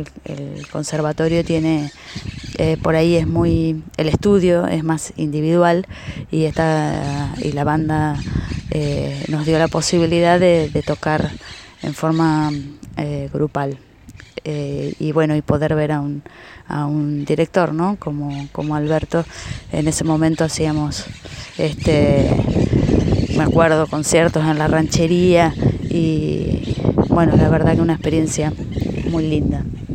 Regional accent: Lincoln, Buenos Aires Province, Argentina; de Lincoln, profe de música

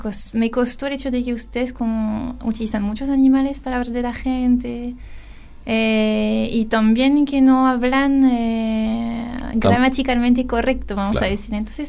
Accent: Lille, Hauts-de-France, France; Spanish is a second language; Yo soy de Lille, sí, ya. Una ciudad que está en el norte de Francia, en la frontera con Bélgica.

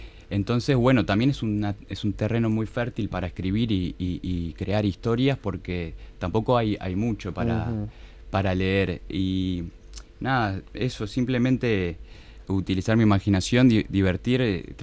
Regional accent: Montevideo, Uruguay; yo crecí en el Parque Posadas y después nos mudamos con mi familia también a 2 cuadras del Arroyo Miguelete, y bueno, es mi barrio, aunque ahora vivo en Cordón

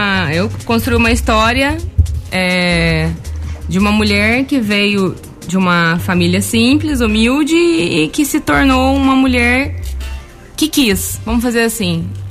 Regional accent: Guaxupé, Minas Gerais, Brazil; Eu sou nascida, criada em Guaxupé, tenho a minha filha na cidade e eu almejo um futuro para minha filha, eu almejo um futuro para minha cidade.

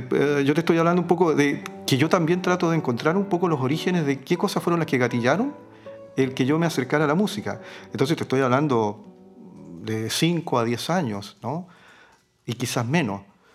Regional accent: Angol, Araucanía, Chile; Nací acá en Angol.

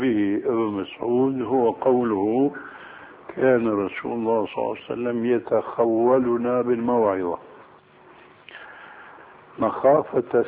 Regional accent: Damascus Governorate, Syria; عندنا في الشام

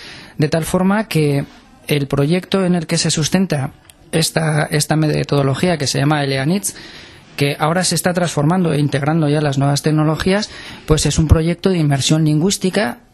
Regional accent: Tudela, Navarre, Spain; yo soy de Tudela, normalmente nos relacionamos con gente de Tudela

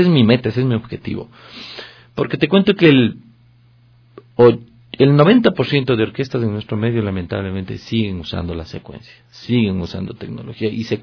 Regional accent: Ecuador; soy un ecuatoriano de exportación

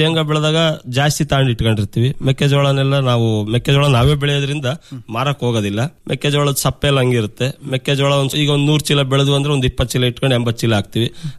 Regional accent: Konsagara, Karnataka, India; ಕೋನ್ಸಾಗರದಲ್ಲೇ ಇದೆ ಡೈರಿ, ನಮ್ಮೂರಲ್ಲೇ ಐತೆ.

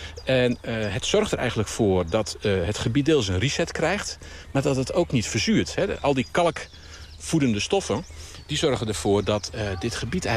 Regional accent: Zwolle, Overijssel, Netherlands; Ja, ik ben Zwollenaar.

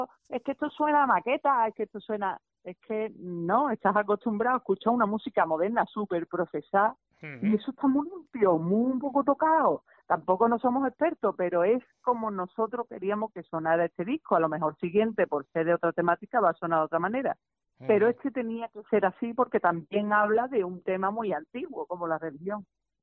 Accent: Andalusia, Spain; verdad es que no espero mucho apoyo de mi tierra

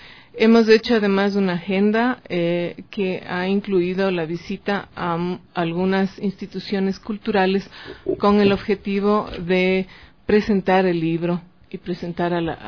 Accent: Germany; Yo vengo de Alemania

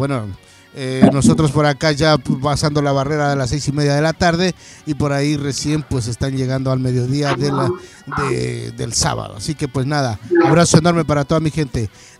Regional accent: Catamayo, Loja, Ecuador; yo soy de Loja, de un pueblito que se llama Catamayo, La Toma, más conocida, pues...

